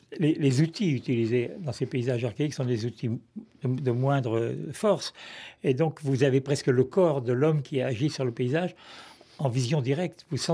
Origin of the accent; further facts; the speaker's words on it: Annecy, Auvergne-Rhône-Alpes, France; born there; mon lieu de naissance, ma ville natale...